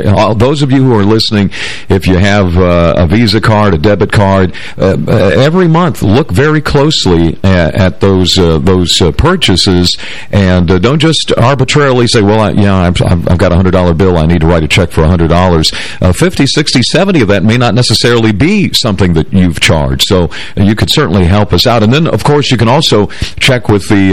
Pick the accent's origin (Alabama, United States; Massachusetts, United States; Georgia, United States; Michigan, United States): Michigan, United States; Detroit; I was even cognizant of something that happened to me growing up in Detroit.